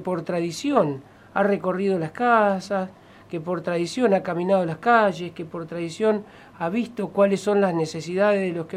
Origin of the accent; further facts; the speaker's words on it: Argentina; Somos Argentina, con las dificultades que Argentina tiene.